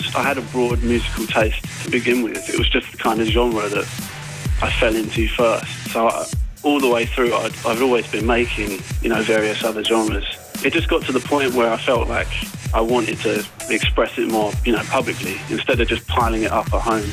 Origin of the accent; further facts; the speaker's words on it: London, United Kingdom; born there; now in Hertfordshire, United Kingdom; Well, I was born in North London. I live in Hertfordshire now.